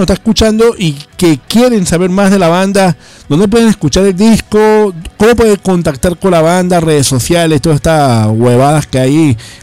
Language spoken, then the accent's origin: Spanish; Venezuela; also born or lived in Spain; como dicen en mi país, yo soy mitad español, mitad venezolano, como se dice en Venezuela, echándole bolas, ¿no?